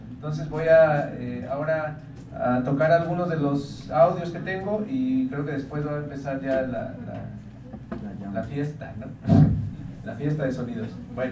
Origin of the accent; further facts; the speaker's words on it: Oaxaca, Mexico; vengo de Oaxaca, México.